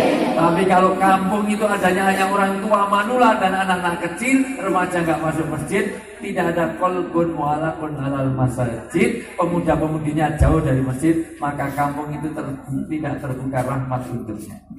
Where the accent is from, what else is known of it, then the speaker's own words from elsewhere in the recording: Java, Indonesia; Saya asli orang Jawa